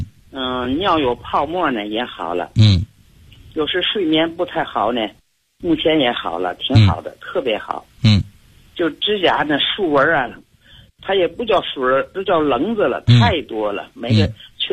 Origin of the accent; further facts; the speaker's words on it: Tianjin, China; 我是天津的。我呀刚从外地返回天津。